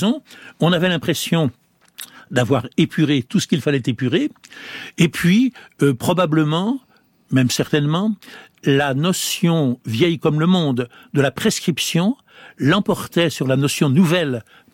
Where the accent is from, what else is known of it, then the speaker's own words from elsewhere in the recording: France; chez nous, en France